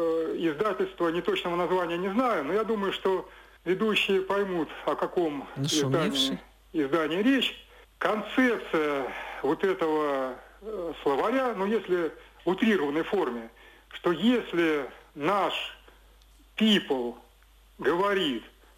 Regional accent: Saint Petersburg, Russia; born there; Нет, я родился на Васильевском острове.

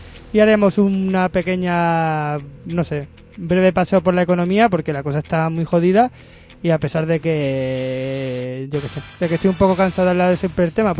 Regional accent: Andalusia, Spain; soy andaluz todavía, cuando pase un mes más aquí intentaré hablar mejor.

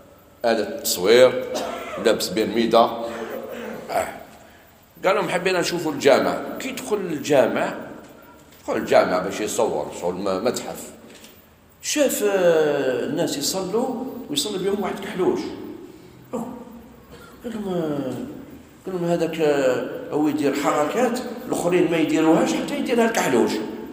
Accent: Morocco; ولا هنايا عندنا في المغرب؟

